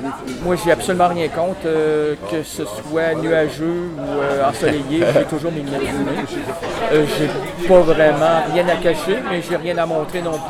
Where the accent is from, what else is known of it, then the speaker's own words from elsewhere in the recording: Quebec City, Quebec, Canada; Moi, je viens de Québec.